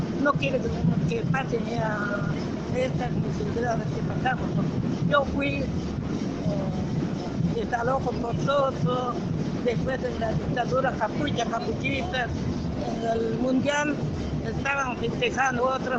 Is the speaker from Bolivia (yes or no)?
yes; Altiplano, Bolivia; now in Argentina; Yo vivo acá en la Argentina desde la dictadura. Yo soy joya de Bolivia, del altiplano